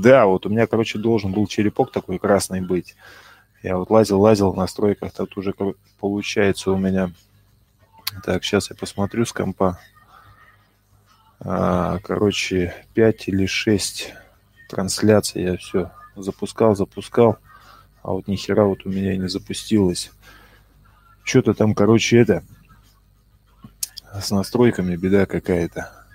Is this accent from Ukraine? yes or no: yes; Ukraine; Да, я с Украины.